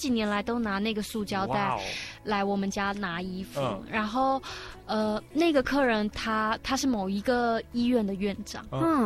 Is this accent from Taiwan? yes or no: yes; Taipei, Taiwan; first language Taiwanese Hokkien; Chinese is a second language; 在3岁之前，我不太会说国语，我都是就是在外婆家，就是给外婆就是带到3岁之后，然后来台北。